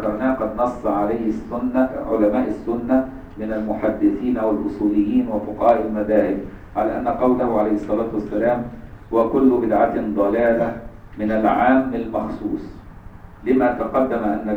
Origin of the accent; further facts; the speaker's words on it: Egypt; احنا عندنا في مصر دي عيبة قوي